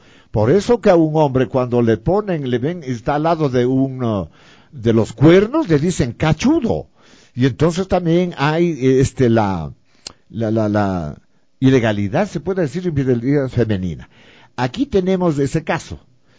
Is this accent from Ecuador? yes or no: yes; Latacunga, Cotopaxi, Ecuador; now in Quito, Ecuador; De Latacunga. Yo soy oriundo de Latacunga. Mi papá es oriundo de Cuenca por Cordero. Se vino de Cuenca a estudiar por la provincia de Cotopaxi, se enamoró de mi mamá y se quedó para siempre por ahí. Entonces nacimos nosotros